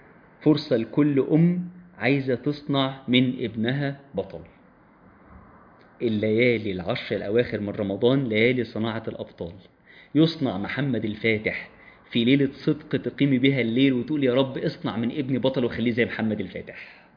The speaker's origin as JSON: {"language": "Arabic", "country": "Egypt", "said": "بلادنا مصر منتظرة مننا"}